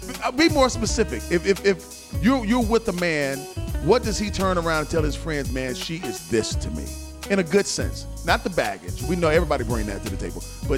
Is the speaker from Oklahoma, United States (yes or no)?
no; Birmingham, Alabama, United States; I'm from Birmingham, Alabama. That's